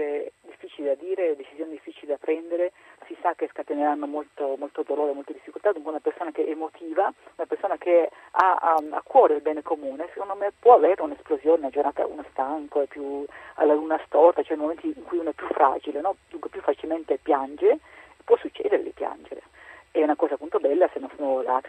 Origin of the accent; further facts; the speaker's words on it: Trieste, Friuli-Venezia Giulia, Italy; per me che sono di Trieste